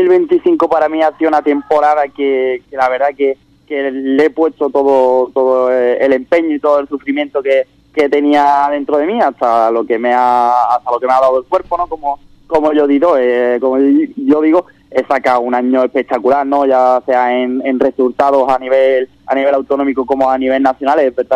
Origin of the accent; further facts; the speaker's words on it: Ubrique, Andalusia, Spain; siempre que tenga la posibilidad de ir a Ubrique, ¿no?, y correr la carrera de mi pueblo